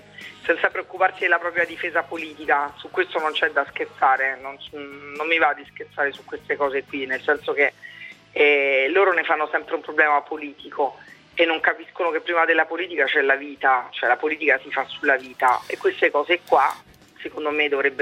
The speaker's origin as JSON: {"language": "Italian", "region": "Southern Italy", "country": "Italy", "said": "se ci mettiamo a parlare si sente, a voglia che si sente che sono del sud"}